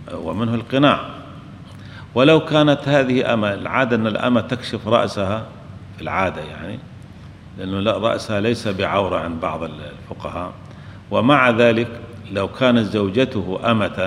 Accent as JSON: {"language": "Arabic", "country": "Syria", "said": "عندنا في سوريا يلبسون يسمون المانطو"}